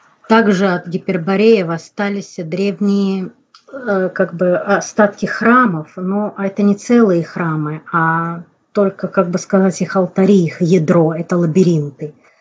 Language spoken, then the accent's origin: Russian; Samara, Samara Oblast, Russia; В горах у Лукоморья это современные Жигули, где, вот откуда я родом, из Самары, где я живу.